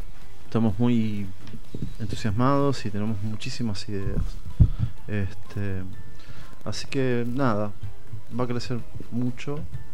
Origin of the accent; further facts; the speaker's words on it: Buenos Aires, Argentina; Somos del barrio de La Boca. Un barrio de carnaval.